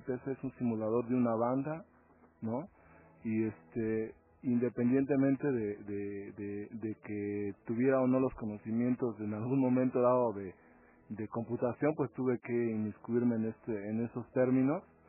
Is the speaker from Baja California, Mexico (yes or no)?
no; Coyoacán, Mexico City, Mexico; now in Toluca, Mexico; pues nací en el Distrito Federal, ahí en Coyoacán. soy de DF. Ya tiene, no sé, 12 años, 11 años que estoy aquí en Toluca trabajando como músico ya profesionalmente.